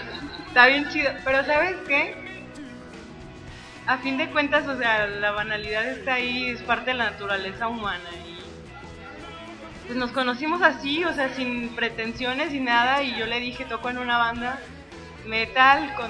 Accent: Mexico City, Mexico; Sí, yo soy del DF.

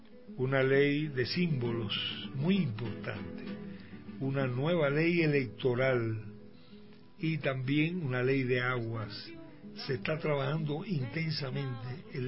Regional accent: Santa Clara, Villa Clara, Cuba; No es que sea solamente de mi pueblo, de Santa Clara.

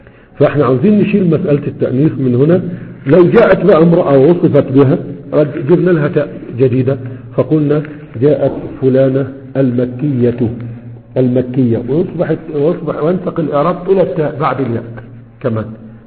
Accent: Egypt; عندنا في مصر

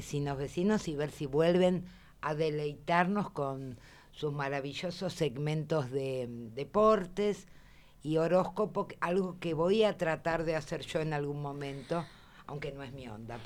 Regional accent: Buenos Aires, Argentina; born there; como yo no soy de Barracas. Nací en Parque Chacabuco y hace 4 que vivo, años que vivo en la 21-24, en nuestro barrio.

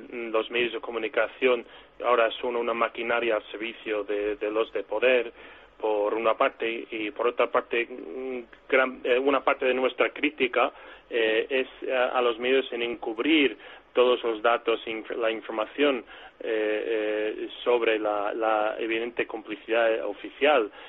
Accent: United States; Hombre, primero hay que decir, incluso siendo norteamericano, te pueden decir que eres antiamericano.

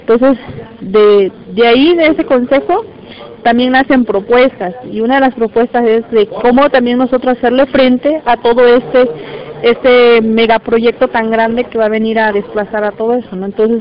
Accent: San Pedro Tututepec, Oaxaca, Mexico; Vengo de la costa de Oaxaca. Pertenezco a la Costa Grande, que es el municipio de San Pedro Tututepec.

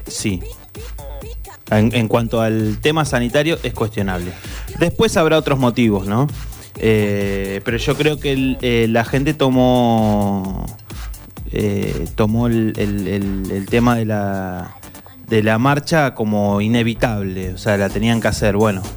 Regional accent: Argentina; al menos los argentinos, no olvidarnos que antes de ser de un partido político, somos argentinos.

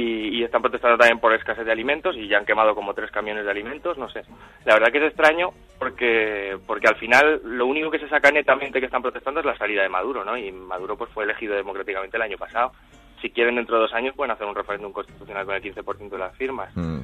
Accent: Huesca, Aragon, Spain; now in Venezuela; Sí, yo soy de Huesca, sí.

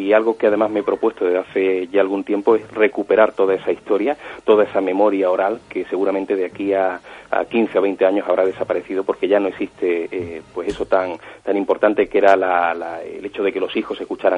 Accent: Andalusia, Spain; siempre ha sido por el misterio de mi tierra, ¿no? Por el misterio andaluz.

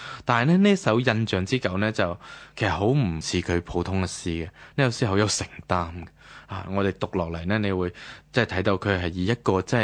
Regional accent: Guangdong, China; 天光系我哋广东人嘅。

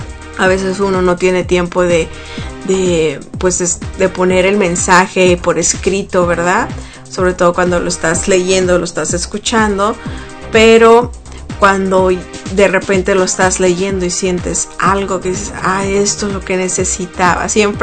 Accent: Sonora, Mexico; en México, de donde yo soy, del estado de Sonora, hace muchísimo calor.

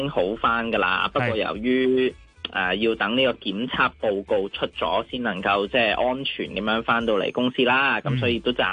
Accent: Hong Kong; 即係我哋香港人呢有时懒起上嚟未必有时间睇晒整条片段㗎嘛

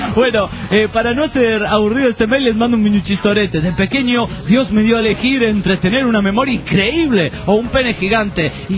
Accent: Argentina; Hola, soy de Argentina, amante de México.

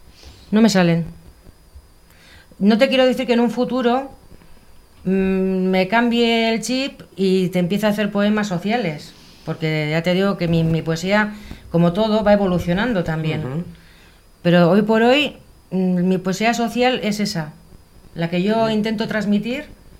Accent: Bilbao, Basque Country, Spain; Yo he estado veraneando toda mi vida allí, me he criado allí, aunque soy de aquí, de Bilbao, pero me he criado allí todos los veranos.

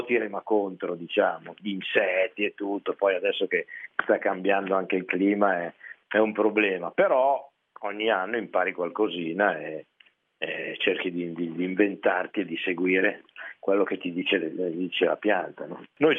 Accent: Milan, Lombardy, Italy; born there; Sono nato a Milano, sì, sono un cittadino ma anche uomo di bosco.

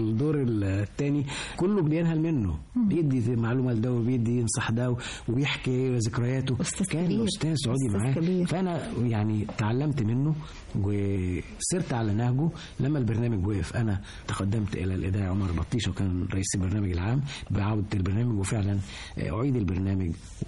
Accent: Egypt; احنا ابناء مصر لكن هم عايشين مع مصر وبيحبوها حب

